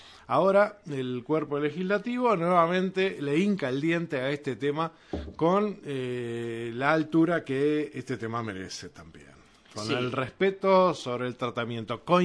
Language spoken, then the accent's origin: Spanish; Uruguay; Acá tenemos que pensar todos como uruguayos.